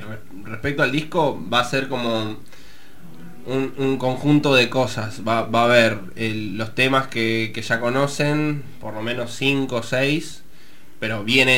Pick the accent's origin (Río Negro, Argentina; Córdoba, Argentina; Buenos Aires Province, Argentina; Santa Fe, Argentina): Buenos Aires Province, Argentina; La Plata; born there; O sea, nací en La Plata